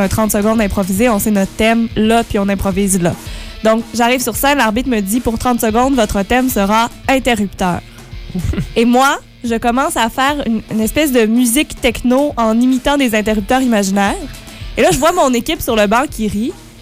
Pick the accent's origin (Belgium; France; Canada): Canada; L'Assomption, Quebec; j'étudie à l'UQTR en enseignement du français au secondaire. Et je viens de l'Assomption, qui est une petite ville magnifique et chaleureuse et accueillante dans la Naudière, donc tout près de Montréal.